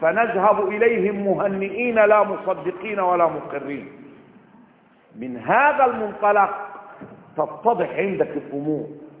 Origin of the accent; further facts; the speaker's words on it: Upper Egypt, Egypt; وعندنا في الصعيد لما بيقول الواحد بيسيب دقن 40 يوم حزنا، ده صحيح، اللي من الصعيد يعرف كده